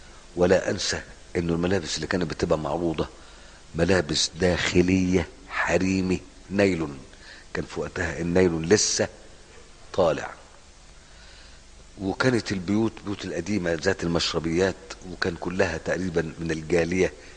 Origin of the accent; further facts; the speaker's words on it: Egypt; انا روح عندنا في مصر، روح يعني روح في 60 داهيه البعيد مثلا